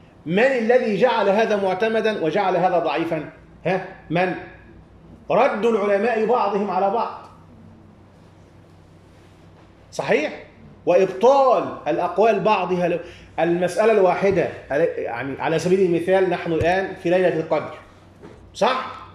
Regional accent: Egypt; وكل الذين يخرجون عندنا في مصر أو في أي مكان آخر

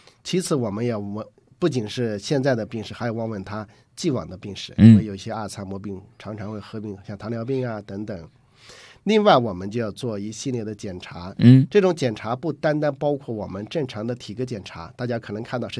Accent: China; 我们中国人都不认识

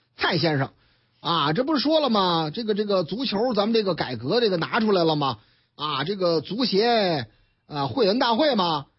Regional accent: Shanghai, China; 上海啊，我老家上海啊

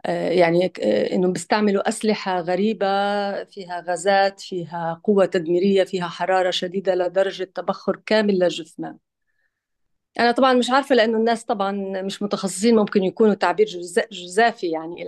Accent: Gaza, Gaza Strip, Palestine; أنا أصلا من غزة ومتابعة يعني إلى درجة من العمق طبعا بالأحداث بصفتي يعني فلسطينية ومن غزة

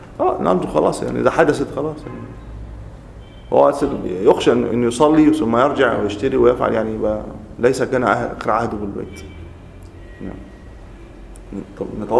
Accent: Egypt; لكن إحنا عندنا في مصر تحديدا مشهورين

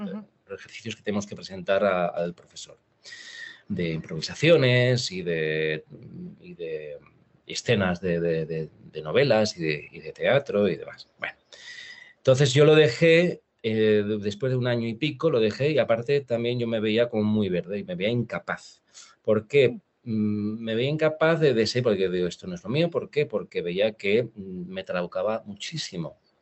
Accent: Valencia, Valencian Community, Spain; now in Madrid, Spain; ¿me quedo en Madrid o me voy a Valencia, a mi tierra?

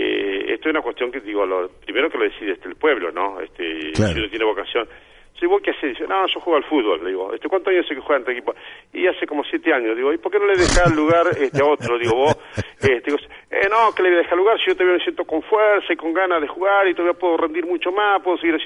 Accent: Saladillo, Buenos Aires Province, Argentina; los vecinos de mi pueblo, de nuestro pueblo, de Saladillo y también de la región.

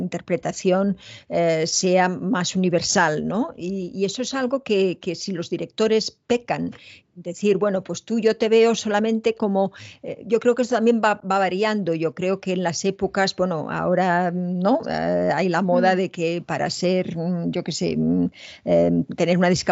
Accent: Spain; que tampoco soy la española que todo el mundo piensa, ¿no?

